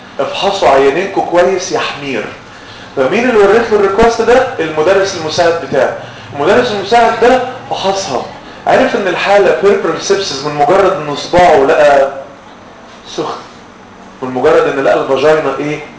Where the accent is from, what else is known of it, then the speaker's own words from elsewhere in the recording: Egypt; ودي مأساة عندنا في مصر